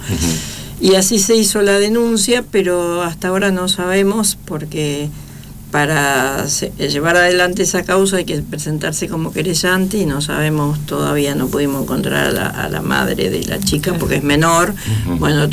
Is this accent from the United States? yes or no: no; Misiones, Argentina; Yo vengo de la selva de Misiones, no tengo idea, tengo la primaria apenas.